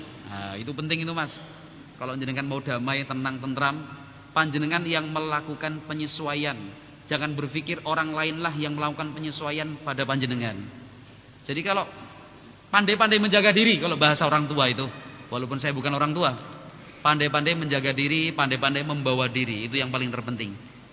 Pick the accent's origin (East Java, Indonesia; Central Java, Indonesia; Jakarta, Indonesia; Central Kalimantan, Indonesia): Jakarta, Indonesia; born there; Padahal kan gue lahirnya di Jakarta nih